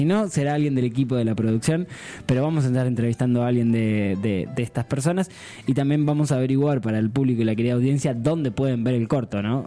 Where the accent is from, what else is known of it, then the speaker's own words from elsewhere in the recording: Buenos Aires Province, Argentina; toda la vida tuve que diferenciarme y explicarle a la gente que no soy porteño, ¿no?